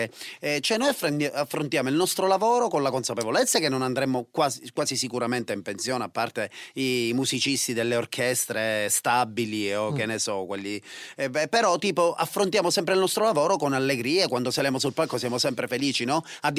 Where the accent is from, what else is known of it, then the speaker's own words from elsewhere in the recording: Agrigento, Sicily, Italy; born there; now in Palermo, Italy; Io sono nato ad Agrigento, sì. Vivo a Palermo da un po' di tempo, ho fatto l'università a Palermo, poi da quando ho sposato Azzurra siamo a Palermo e viviamo a Palermo.